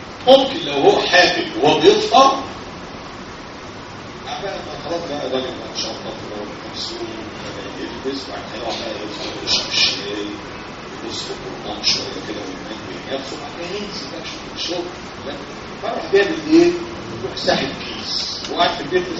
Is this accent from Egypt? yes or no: yes; Egypt; احنا بلدنا مصر في مصر حاجه بلادنا الحلوه